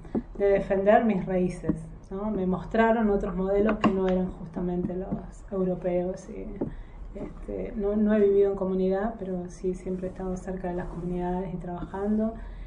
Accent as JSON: {"language": "Spanish", "town": "Esquel", "region": "Chubut", "country": "Argentina", "tie": "born there", "said": "nací en Esquel, en Chubut. Tengo un apellido mapuche y después fui adoptada por una familia francesa."}